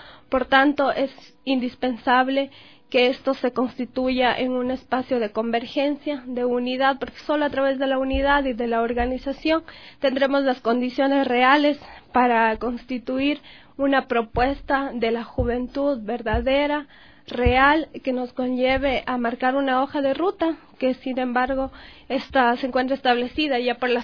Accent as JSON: {"language": "Spanish", "town": "Espíndola", "region": "Loja", "country": "Ecuador", "tie": "born or raised there", "lives_now": "Quito, Ecuador", "said": "yo soy oriunda del cantón Espíndola, que no muchos conocen aquí en Quito, que siempre les menciono de mi cantón es y dónde queda. Es un cantón fronterizo de la provincia de Loja. A muy temprana edad salí de mi cantón"}